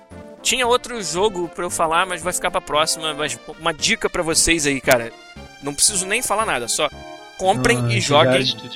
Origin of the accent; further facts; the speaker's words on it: Rio de Janeiro, Brazil; now in Vancouver, Canada; Mas eu sou carioca, pô, vim pra Vancouver, então pra mim é frio pra, cacete.